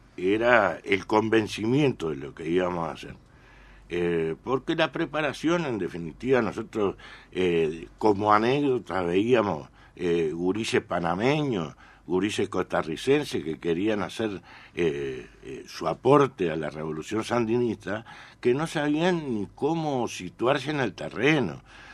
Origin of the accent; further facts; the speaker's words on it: Uruguay; Uruguayos, éramos 50.